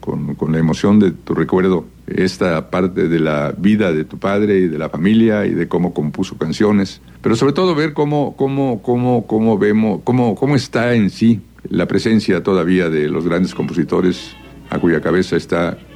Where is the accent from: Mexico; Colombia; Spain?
Mexico; yo creo que vamos todos a ganar como mexicanos y como diletantes de la buena música